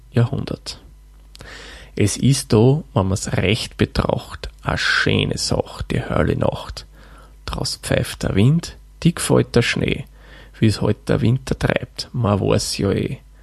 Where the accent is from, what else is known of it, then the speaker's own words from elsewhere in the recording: Lower Austria, Austria; denn ich bin ja ein gebürtiger Waldviertler.